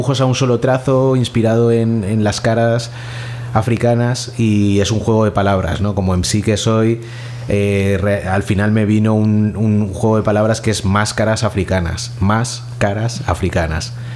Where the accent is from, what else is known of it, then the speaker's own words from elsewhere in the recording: Valencia, Valencian Community, Spain; De aquí, de Valencia, de padre haitiano y de madre valenciana.